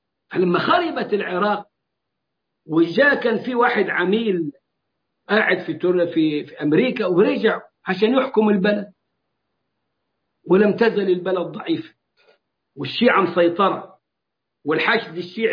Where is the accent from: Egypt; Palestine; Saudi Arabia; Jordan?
Egypt; زي ما هم وصلين عندنا في مصر لغاية النيل